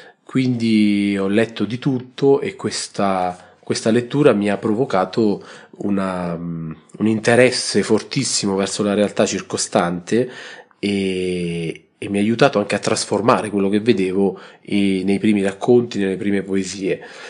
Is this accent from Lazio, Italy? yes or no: yes; Alatri, Lazio, Italy; born there; sono nato ad Alatri, un paese in provincia di Frosinone, e vengo da una famiglia di insegnanti. Mio padre è stato insegnante di lettere e mia madre di musica.